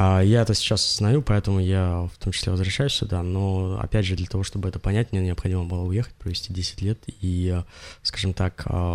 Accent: Russia; born there; мне не нужно, я родился в России, у меня это, скажем так, в моих венах, да.

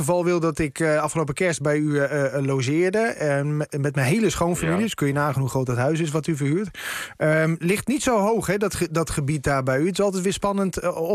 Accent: Netherlands; Betekent dat we dus als Nederlanders een miljard naar die wintersportgebieden brengen per jaar?

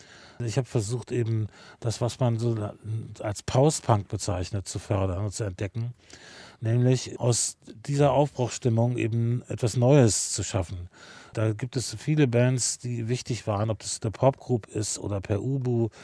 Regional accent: Wolfsburg, Lower Saxony, Germany; Das kommt wahrscheinlich durch meine eigene Geschichte in meiner Heimatstadt Wolfsburg.

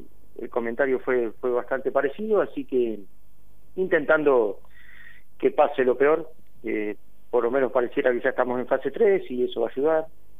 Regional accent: Tandil, Buenos Aires Province, Argentina; nosotros que somos de Tandil sabemos de qué se trata, que es una ciudad con mucho aire libre, con muchos espacios abiertos.

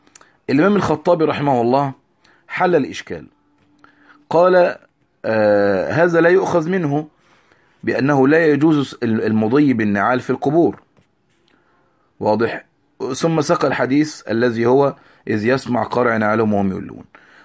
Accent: Egypt; كالمقابر اللي عندنا في مصر المحروسة مثلا

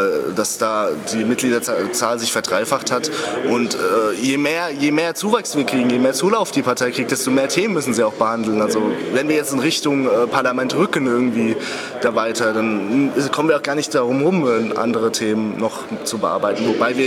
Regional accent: Hesse, Germany; also G8 ist bei uns in Hessen, es ist in Bayern, zum Beispiel in Bayern ist es relativ gut konzeptiert, so sehe ich das. Und in Hessen ist es wirklich total chaotisch gewesen.

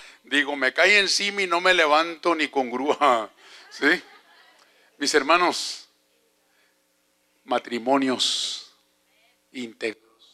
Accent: Mexico; now in United States; yo soy mexicano.

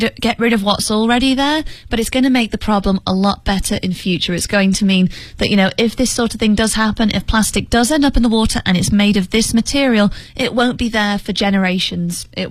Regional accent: United Kingdom

